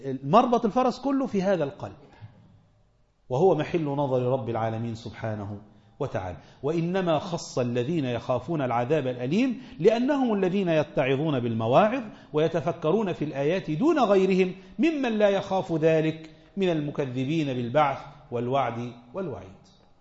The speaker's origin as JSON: {"language": "Arabic", "country": "Egypt", "said": "ده انا وانت مصريين"}